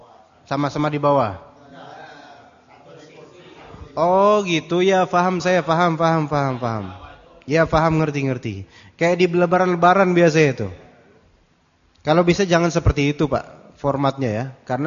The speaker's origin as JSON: {"language": "Indonesian", "region": "Java", "country": "Indonesia", "said": "Oh, enggak bisa, saya orang Jawa kok. Kan emang Pulau Jawa kan kayak gitu orang-orang."}